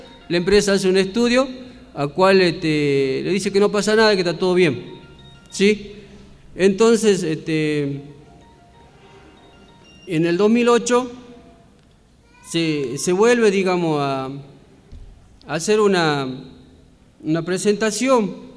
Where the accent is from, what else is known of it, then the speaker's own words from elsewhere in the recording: Salinas Grandes, Jujuy, Argentina; después hay un levantamiento también en Salinas Grandes, de donde vengo, por la defensa de la sal